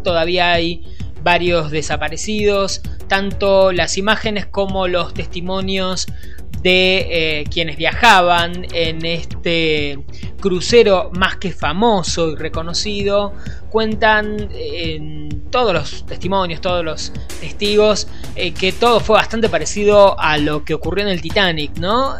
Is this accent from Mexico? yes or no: no; Argentina; aquí en la Argentina diríamos, frente a esto, estas cosas nos pasan a nosotros que somos argentinos.